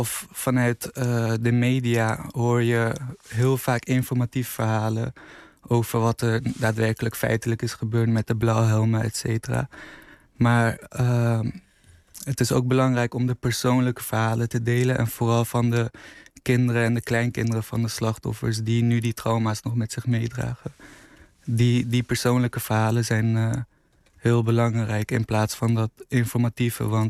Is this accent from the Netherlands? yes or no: no; Afghanistan; Nee, ik ben zelf Afghaans.